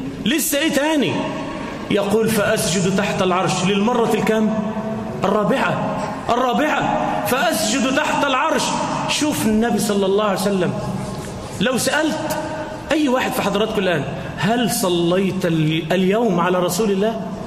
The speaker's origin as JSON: {"language": "Arabic", "country": "Egypt", "said": "اللهم اجعل بلدنا مصر آمنة مطمئنة"}